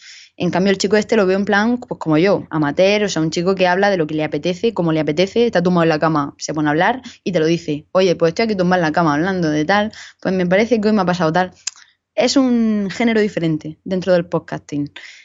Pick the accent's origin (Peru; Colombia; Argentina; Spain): Spain; Region of Murcia; oye, soy de Murcia tal, me alegro de que haya un podcast, yo también lo soy, te dejo mi dirección por si te quieres pasar